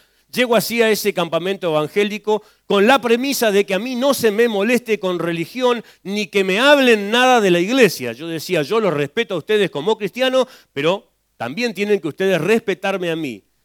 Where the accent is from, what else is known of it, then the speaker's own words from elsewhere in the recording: Santa Cruz, Argentina; mi pueblo, un pueblo conocido por muchos, el pueblo de los suicidas del fin del mundo, yo vengo de la Acera Santa Cruz. La Acera Santa Cruz es un pueblito muy chiquitito, tenía en ese tiempo unos 14.000 habitantes